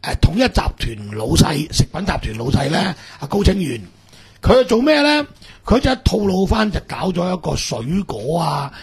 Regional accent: Hong Kong; 我哋香港人睇呢啲問題應該點樣基於基於香港本土嘅利益嚟睇囉。

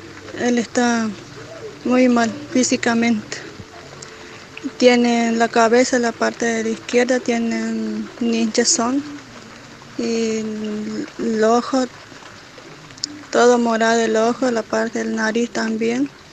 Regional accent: Ingeniero Juárez, Formosa, Argentina; soy de Ingeniero Juárez Formosa.

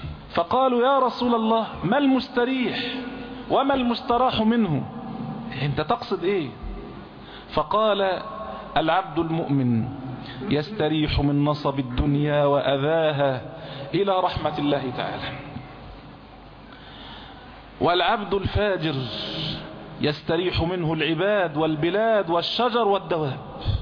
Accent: Egypt; يعني الجنيه عندنا في مصر يساوي 100 قرش

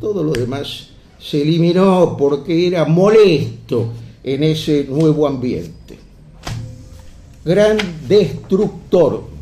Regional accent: Argentina; Y como los argentinos no entendemos mucho de esto

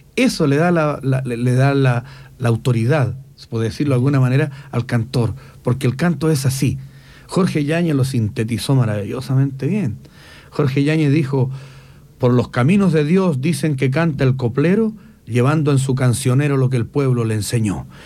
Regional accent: Temuco, Araucanía, Chile; El gentilicio de nosotros es temuquense. Yo no, ¿cómo voy a ser temucano? Yo soy de Temuco, soy temuquense.

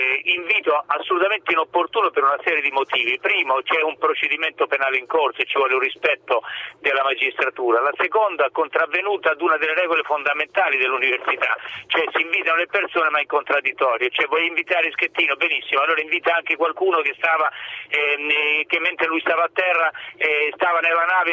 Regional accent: Tuscany, Italy; Io fra l'altro sono senese grossetano

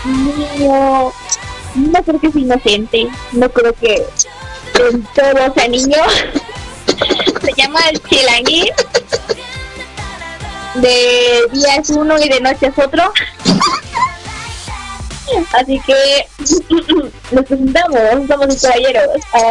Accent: Veracruz, Mexico; soy de Veracruz.

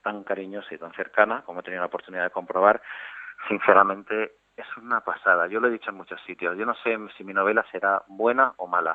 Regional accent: Almería, Andalusia, Spain; Fue aquí en mi tierra, en Almería

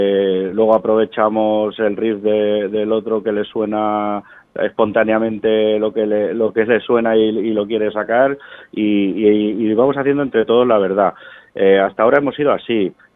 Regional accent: Vila-seca, Catalonia, Spain; Nosotros somos de Vilaseca, de aquí a poquitos kilómetros de Tarragona

